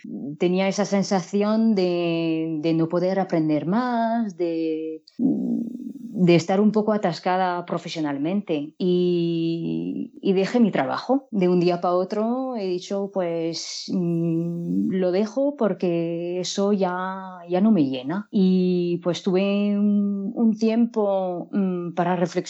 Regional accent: France; Spanish is a second language; Yo soy de Francia y durante estos últimos 20 años pues estuve enseñando francés como lengua extranjera e inglés como lengua extranjera

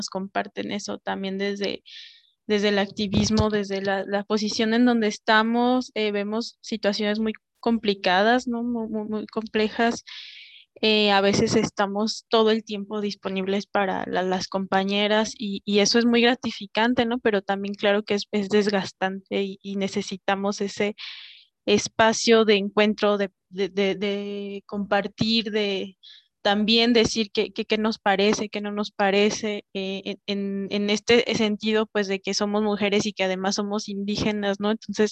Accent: Michoacán, Mexico; a un colectivo de mujeres indígenas que residimos en la Ciudad de México. Yo soy de Michoacán, pero bueno, por las cuestiones académicas estuve estudiando acá.

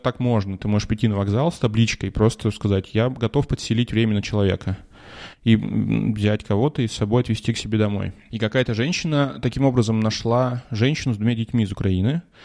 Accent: Russia; moved away; хотя я говорю, что я из России, но я говорю, что я когда-то жил в России, а сейчас вот я здесь живу

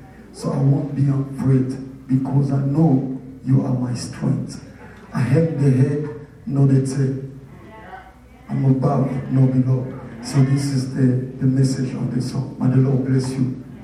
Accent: Atlanta, Georgia, United States; I'm from Atlanta.

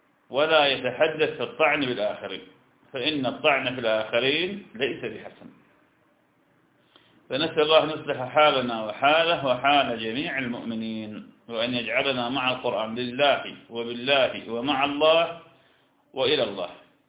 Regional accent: Iraq; نحن لسنا، أنا عراقي وأنت شام، نحن لسنا حجازين

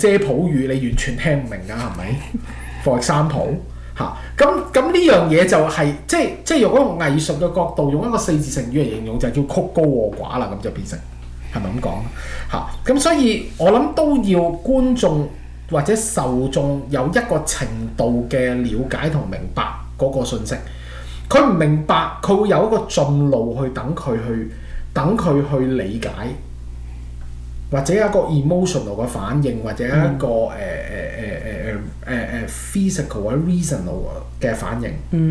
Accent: Canada; 因為我哋加拿大人，我有時避唔到啲英文啦

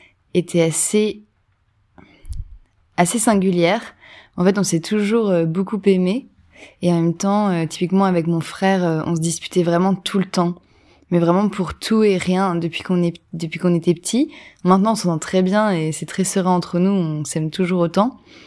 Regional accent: Hauts-de-France, France; now in Paris, France; je viens du Nord-Pas-de-Calais, j'ai grandi dans le Nord à peu près toute ma vie. J'habite à Paris maintenant

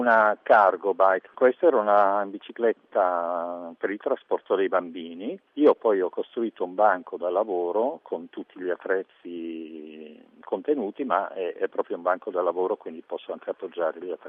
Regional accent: Belgium; Italian is a second language; Io sono belga, quindi notoriamente noi ci spostiamo in bicicletta.

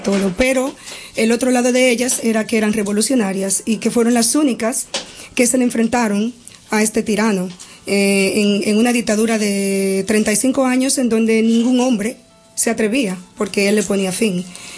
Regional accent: Dominican Republic; Son de mi país, yo soy dominicana

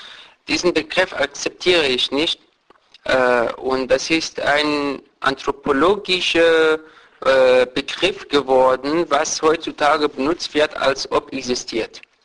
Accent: Iran; Wenn mich fragt, komme ich aus Iran, Iran hat eine islamische Republik, aber um Gottes Willen, ich bin kein religiöser Mensch.

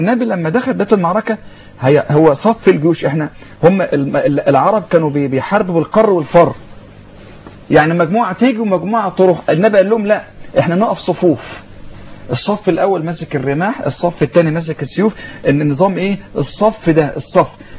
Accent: Sandoub, Dakahlia, Egypt; النهارده عندنا احنا في قريتنا احنا حته اسمها سندوب

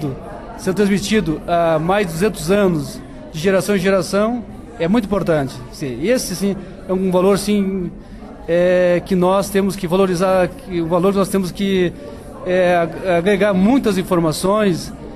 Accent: Santa Catarina, Brazil; sou filho aqui da região, sou lá da Coxilha Rica, que é uma região tradicional de pecuária

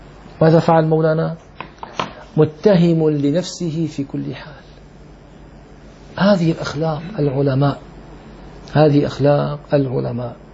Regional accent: Damascus, Damascus Governorate, Syria; أنا كان عمري تقريبا 18 سنة، دخلت إلى مسجد عندنا في دمشق

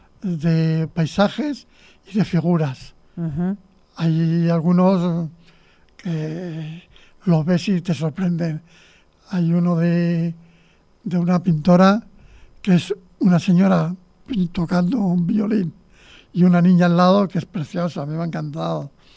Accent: Escalona, Castilla-La Mancha, Spain; un artículo sobre Escalona, que es mi pueblo

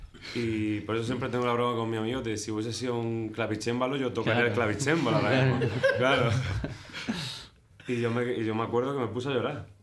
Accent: Lorca, Region of Murcia, Spain; De Lorca, Murcia.

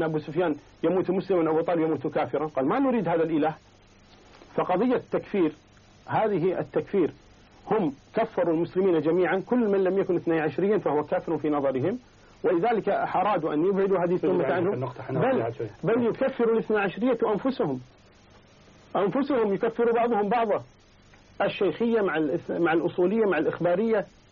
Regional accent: Kuwait; أنا من أهل الكويت أنا أعلم منك بذلك

